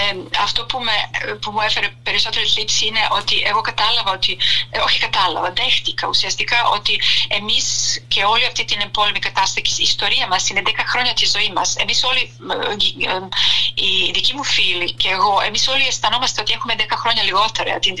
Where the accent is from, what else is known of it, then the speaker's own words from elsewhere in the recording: Serbia; Όποτε έλεγα ότι είμαι από τη Σερβία